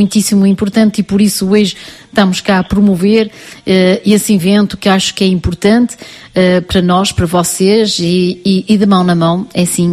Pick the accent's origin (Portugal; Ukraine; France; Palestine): Portugal; on est portugais du Portugal et portugais de partout, mais aussi du Cap-Vert